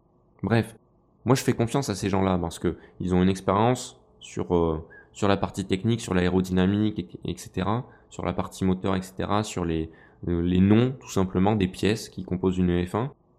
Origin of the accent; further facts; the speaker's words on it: France; je suis français, j'ai un petit faible pour les pilotes français